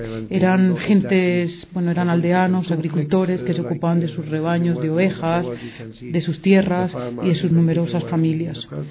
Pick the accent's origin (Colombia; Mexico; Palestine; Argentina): Palestine; Dheisheh, West Bank; Para explicar un poco cómo surgió Deisha, el campo de Deisha, de donde vengo yo.